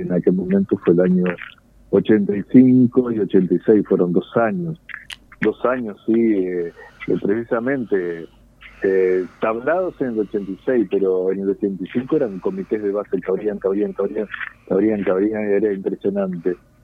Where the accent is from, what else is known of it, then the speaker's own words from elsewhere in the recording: Salto, Uruguay; born there; moved away as an adult; now in Montevideo, Uruguay; Soy salteño de nacimiento, pero ya me vine ya a los 20 años, hace casi, no sé, 40 que estoy en Montevideo